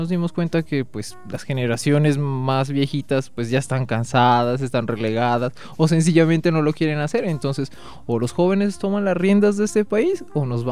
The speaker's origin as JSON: {"language": "Spanish", "country": "Colombia", "said": "todos somos colombianos y todos nos hacemos parte de esta manifestación"}